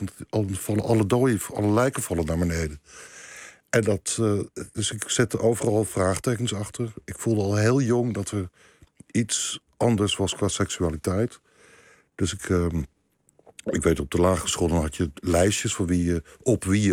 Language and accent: Dutch; Leiden, South Holland, Netherlands; Ik kom niet uit Rotterdam, maar ik kom uit Leiden.